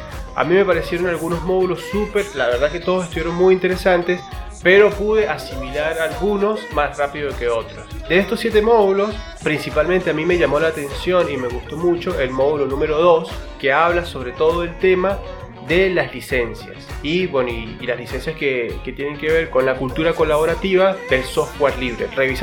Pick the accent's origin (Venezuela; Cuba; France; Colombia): Venezuela; soy un venezolano.